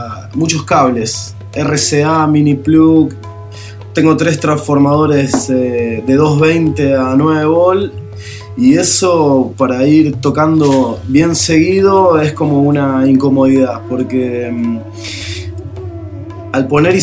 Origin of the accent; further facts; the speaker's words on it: Buenos Aires, Argentina; now in San Antonio de Padua, Argentina; Soy porteño, pero vivo en zona oeste. Particularmente San Antonio de Padua.